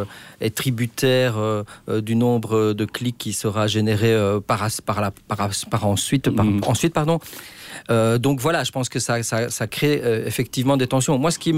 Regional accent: Wallonia, Belgium; je suis wallon, je suis vert, entre guillemets.

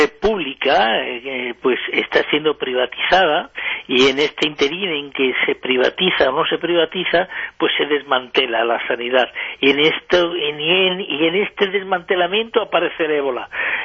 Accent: Madrid, Community of Madrid, Spain; yo soy de Madrid, he nacido en Madrid

